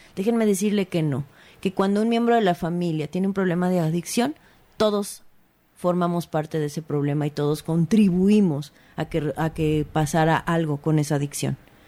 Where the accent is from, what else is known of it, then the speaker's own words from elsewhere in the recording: Mexico; los mexicanos somos mucho de adoptar, porque así somos los mexicanos